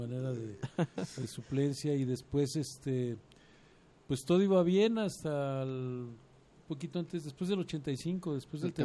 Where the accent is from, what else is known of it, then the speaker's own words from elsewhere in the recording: Mexico City, Mexico; Sí, bueno, de origen yo soy chilango.